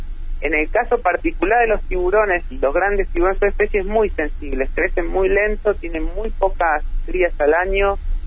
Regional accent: Neuquén, Argentina; Sí, yo soy oriundo de Neuquén, el año 99-2000 inicié mis estudios de biología

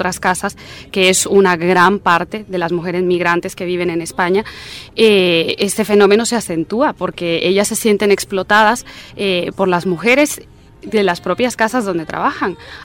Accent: Guatemala; coordinadora de proyectos de la Plataforma de Mujeres Artistas contra la Violencia de Género y soy guatemalteca también.

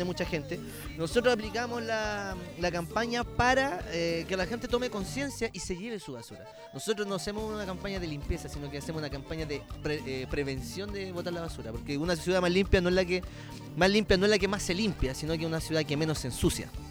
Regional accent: Valparaíso, Chile; Que es lo que nosotros somos como porteños, po. Que somos, respiramos arte, respiramos cultura y respiramos amor por la ciudad.

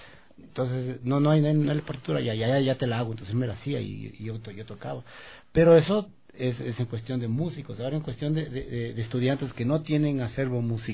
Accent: Ecuador; nosotros como músicos ecuatorianos

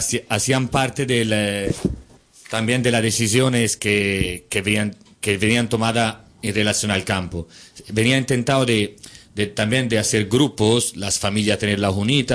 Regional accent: Florence, Tuscany, Italy; de Florencia.

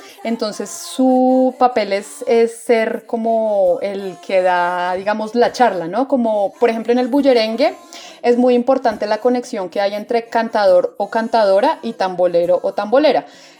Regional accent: Bogotá, Colombia; hemos aprendido acá desde Bogotá, ¿no? Es como también una cosa diferente, somos bogotanas y tocamos música del Caribe

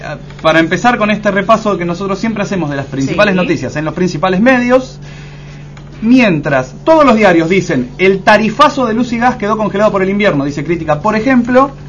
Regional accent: Argentina; Ah, no, somos argentinos.

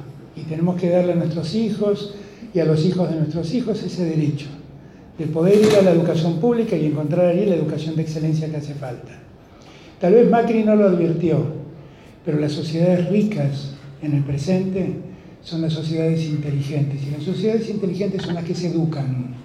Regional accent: Buenos Aires, Argentina; yo soy porteño, y lo digo desde esta libertad que me doy

